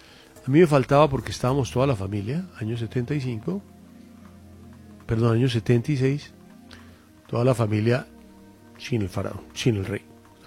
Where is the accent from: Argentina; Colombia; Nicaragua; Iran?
Colombia; siendo un muchacho colombiano, podía ir a prisión, a cadena